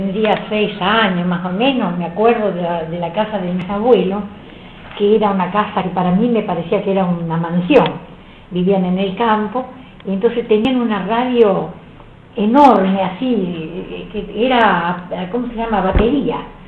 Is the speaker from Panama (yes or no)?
no; Centeno, Santa Fe, Argentina; also born or lived in Las Bandurrias; yo nací en Centeno, provincia de Santa Fe, ahí no teníamos radio. Y tampoco lo tuve hasta los 14, 15 años, que fue cuando nos fuimos a vivir a otro pueblito que se llamaba Las Bandurrias